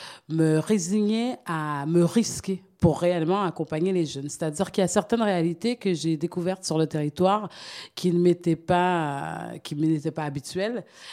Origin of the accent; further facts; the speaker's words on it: Canada; now in French Guiana; je suis venue en Guyane. En fait, à la base, je ne vivais pas en Guyane, j'ai grandi au Canada.